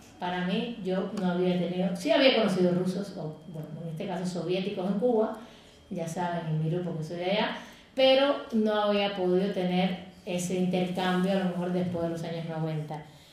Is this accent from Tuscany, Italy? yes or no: no; Rome, Lazio, Italy; Spanish is a second language; Soy italiano, nacido en Roma, que hablo el Esperanto desde hace aproximadamente 50 años.